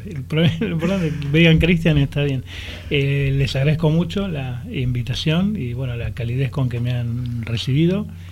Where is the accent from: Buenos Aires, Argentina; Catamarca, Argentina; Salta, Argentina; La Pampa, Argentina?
Buenos Aires, Argentina; transmitir, ¿no?, desde Loncopué y como porteño también